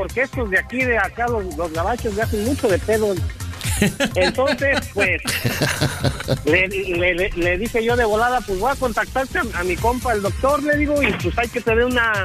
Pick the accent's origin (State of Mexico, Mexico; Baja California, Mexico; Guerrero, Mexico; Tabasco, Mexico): State of Mexico, Mexico; Toluca; Pues también es de Toluca, de donde yo soy